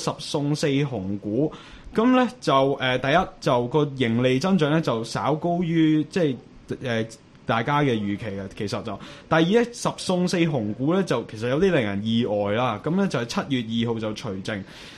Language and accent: Cantonese; Hong Kong; 以我哋香港人對國泰航空嘅即係了解